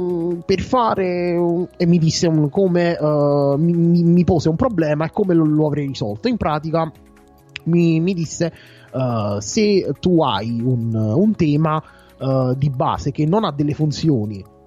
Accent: Fisciano, Campania, Italy; also born or lived in Salerno; vengo da Fisciano, tornare a Salerno per me non è un problema perché lo conosco come le mie tasche, visto che ho abitato per tanti anni a Salerno.

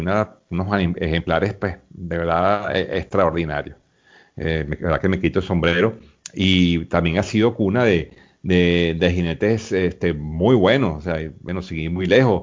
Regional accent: Venezuela; me siento orgulloso, bueno, como venezolano de que el primer triunfo

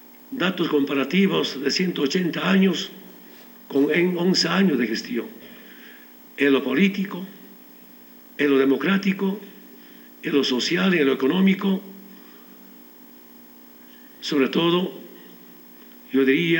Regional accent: Orinoca, Oruro, Bolivia; born there; A mi pueblo, quien me vio nacer, autoridad original de Orinoca

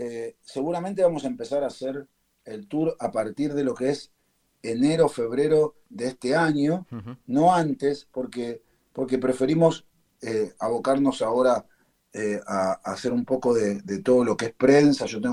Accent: Argentina; born there; de la generación anterior a mis abuelos, que vienen de ahí, ¿viste? Que vienen de ahí. Por supuesto, nací en Argentina, pero soy hijo de eso

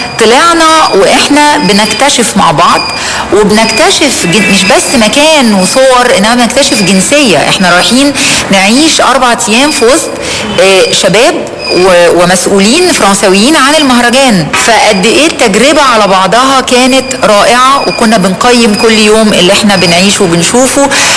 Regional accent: Egypt; أنا مصرية الميلاد ومصرية العيشة ومصرية الوظيفة ومصرية الانتماء، إنما في دم لبناني لأنه من الناحيتين لبناني وسوري من ناحية والدي ووالدتي.

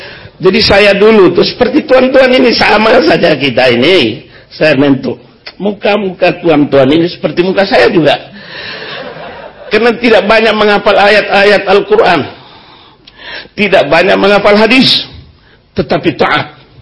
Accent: East Nusa Tenggara, Indonesia; Ini saya dari Flores, Cak Nun dari Jombang.

